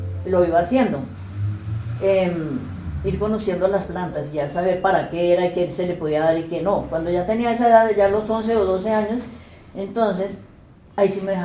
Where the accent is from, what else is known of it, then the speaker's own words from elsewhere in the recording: Mesitas, Cundinamarca, Colombia; Yo soy de Mesitas